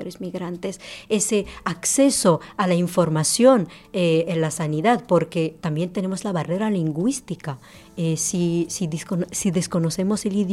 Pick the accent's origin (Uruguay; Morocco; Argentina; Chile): Morocco; Incluso, por ejemplo, yo que soy marroquí, no puedo ni votar teniendo trabajo, pago mis impuestos, tengo una residencia, pero solo por mi procedencia yo no puedo votar.